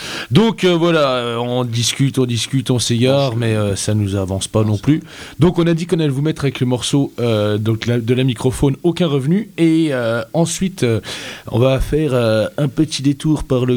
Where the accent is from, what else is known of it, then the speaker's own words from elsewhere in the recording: France; On est français, hein, donc on va retourner à écouter du rap francophone